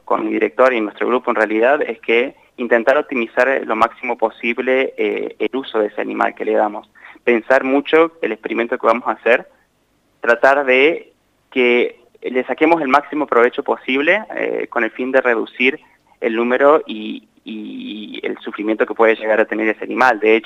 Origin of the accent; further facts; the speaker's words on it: Santa Rosa, La Pampa, Argentina; born there; yo nací acá, en Santa Rosa. Mis papás no son de Santa Rosa, mi mamá es de Villa Mercedes San Luis y mi papá es de San Basilio, Córdoba. Uh-huh. Pero se mudaron para allá, y ahí es donde yo nací.